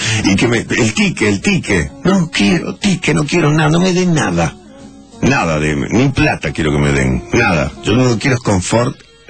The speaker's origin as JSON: {"language": "Spanish", "country": "Mexico", "said": "Ante todo, en mi país, México, se saluda."}